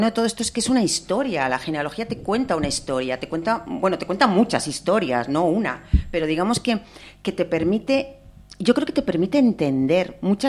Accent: Asturias, Spain; yo me he sentido asturiana siempre, pero no he sentido ese arraigo de tierra, de sentirme absolutamente, porque sabía que mi familia venía de muchos sitios

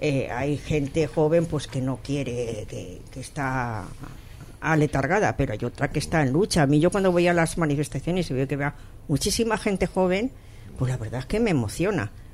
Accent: Barcelona, Catalonia, Spain; Yo soy de Barcelona, yo soy nacida en Barcelona y tengo familia allí.

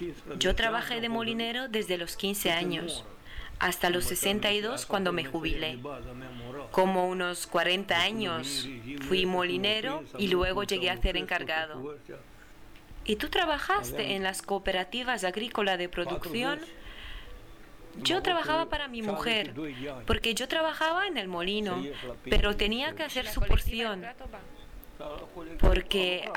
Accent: Romania; en estos momentos me encuentro en mi pueblo, situado en el oeste del país

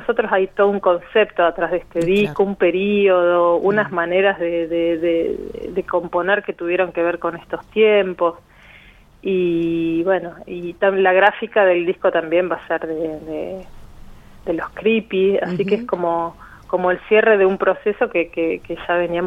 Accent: La Pampa, Argentina; crecimos y nacimos en La Pampa, así que es medio imposible que no tenga de alguna manera una impronta.

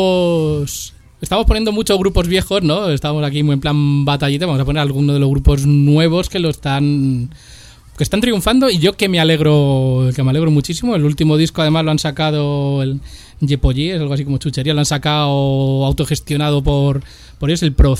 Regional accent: Madrid, Community of Madrid, Spain; yo también soy hijo de la escuela pública, no de la escuela en valenciano, porque yo soy de aquí de Madrid, ya he hablado antes de mis 8 apellidos castellanos

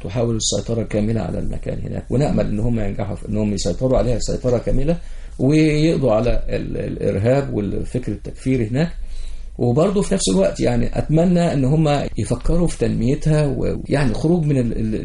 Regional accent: Egypt; يعني المنظومة عندنا في مصر ثلاث حاجات

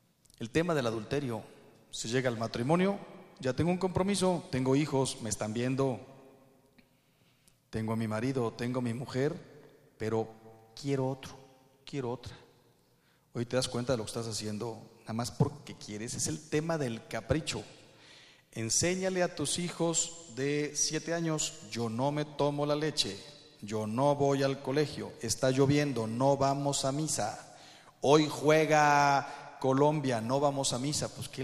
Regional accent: Mexico; No quiero hablar mal de mi país, ¿eh? Soy mexicano

